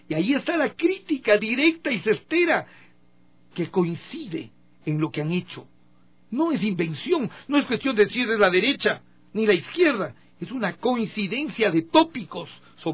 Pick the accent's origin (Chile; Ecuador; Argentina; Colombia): Ecuador; esos somos los ecuatorianos, le decía, yo fui emigrante.